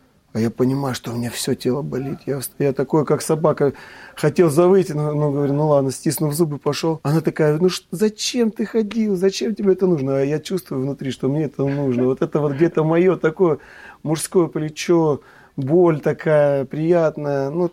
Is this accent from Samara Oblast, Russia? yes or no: no; Kislovodsk, Stavropol Krai, Russia; хотя рос на Кавказе, есть там такое понятие, как брат, потому что там многонациональный, я вырос в Кисловодске, многонациональный город